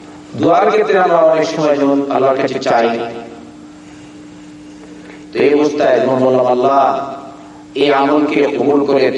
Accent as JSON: {"language": "Bangla", "country": "Bangladesh", "said": "আমরা বাংলাদেশের লোকজন সবাই জানে ওসিলা দেয়"}